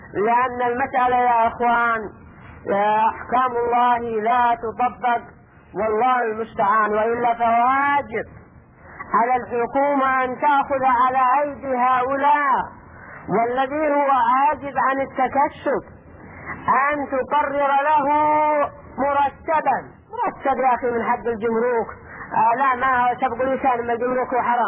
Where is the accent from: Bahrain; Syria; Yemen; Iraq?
Yemen; وهكذا ايضا عندنا باليمن